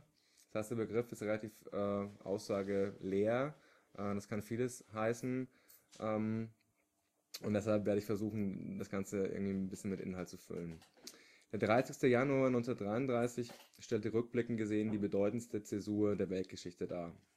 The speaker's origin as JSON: {"language": "German", "region": "Bavaria", "country": "Germany", "lives_now": "Berlin, Germany", "said": "ich bin aus Berlin, eigentlich aber aus der Oberpfalz"}